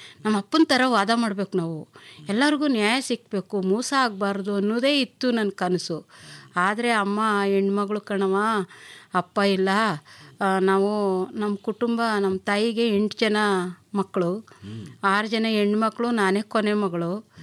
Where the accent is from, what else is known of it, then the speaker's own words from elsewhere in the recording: Ulgerepura, Karnataka, India; ನನ್ನ ಹುಟ್ಟೂರು ಉಲ್ಗೆರೆಪುರ, ಮುದ್ದೂರು ತಾಲೂಕು, ಮಂಡ್ಯ ಜಿಲ್ಲೆ.